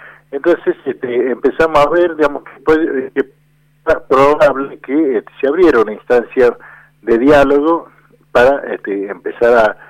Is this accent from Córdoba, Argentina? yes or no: no; Andalgalá, Catamarca, Argentina; los más amigos, y soy de Andalgalá, provincia de Catamarca.